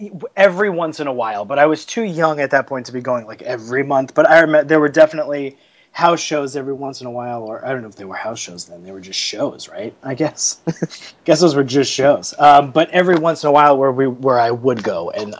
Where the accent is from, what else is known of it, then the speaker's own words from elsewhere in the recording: Queens, New York, United States; Grew up, born and raised. I grew up in Queens.